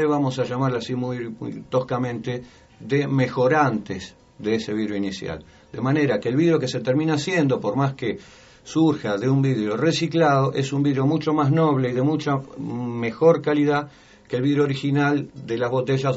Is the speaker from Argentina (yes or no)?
yes; Berazategui, Buenos Aires Province, Argentina; De Berazategui. Berazategui está entre Buenos Aires, o sea, Capital Federal y La Plata. Y bueno, y se denomina la capital nacional del vidrio.